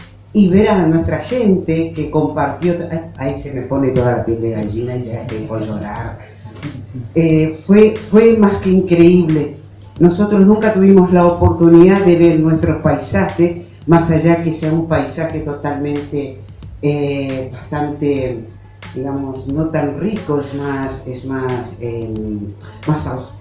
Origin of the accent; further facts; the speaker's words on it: Barranqueras, Chaco, Argentina; que soy de Barranqueras, que es una parte donde está hecho el trabajo